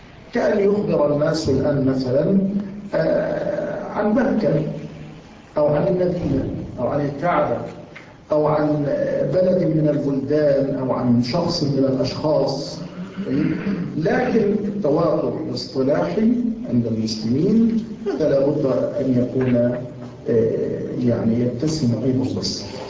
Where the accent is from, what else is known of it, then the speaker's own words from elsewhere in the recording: Yemen; عندنا في اليمن، وما زلت أقولها،